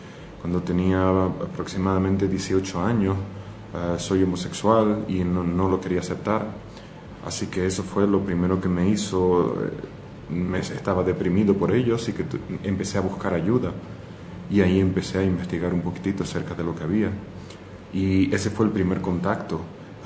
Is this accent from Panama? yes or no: no; Spain; born there; soy de nacionalidad española, nací en España